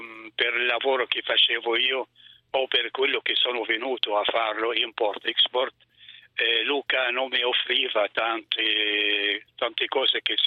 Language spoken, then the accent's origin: Italian; Syria; Italian is a second language; now in Italy; Io in Siria, nel mio paese, ho frequentato la scuola superiore in una scuola tutta cristiana